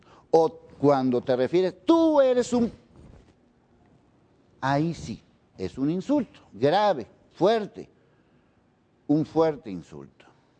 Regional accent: Mexico; a lo mejor somos indecentes los mexicanos

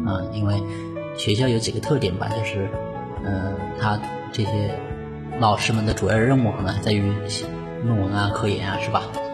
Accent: Hunan, China; 我是湖南人，然后呢也是农村的

